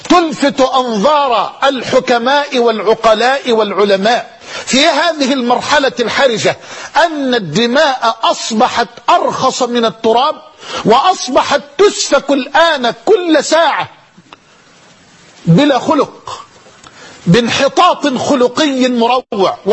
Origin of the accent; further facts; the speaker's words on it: Egypt; بلدنا مصر تمر بمرحلة حرجة